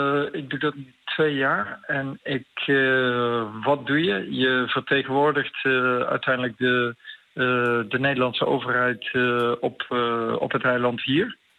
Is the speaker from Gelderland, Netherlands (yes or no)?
no; North Brabant, Netherlands; ik ben echt een Brabander uit het zuiden van Nederland.